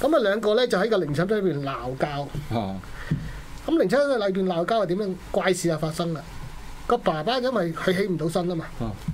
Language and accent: Cantonese; Chaozhou, Guangdong, China; 通常咧，我哋潮州人打齋咧。